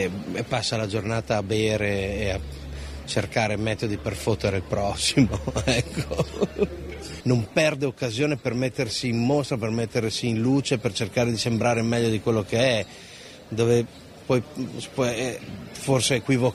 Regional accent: Friuli-Venezia Giulia, Italy; appartiene molto alla mia terra, appartiene molto al Friuli, come un luogo pieno di uggia, di nebbie, di ombre

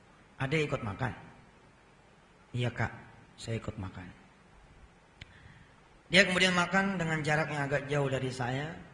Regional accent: Jakarta, Indonesia

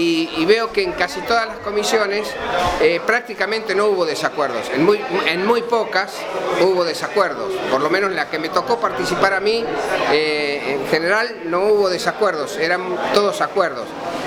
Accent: Córdoba, Argentina; yo soy de acá de Córdoba

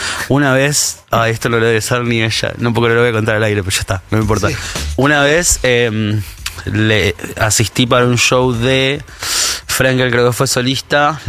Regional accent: Chascomús, Buenos Aires Province, Argentina; Lo que pasa es que yo crecí en Chascomús.

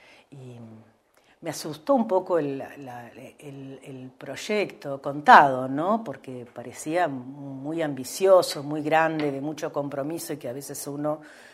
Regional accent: Santa Rosa, La Pampa, Argentina; yo vengo a Santa Rosa a estudiar en el 77. Si bien soy nacida en Santa Rosa, hicimos los primeros años de escuela primaria con mi hermana, acá en Santa Rosa también, que vivía mi abuela materna, porque con nuestros padres vivíamos en el campo.

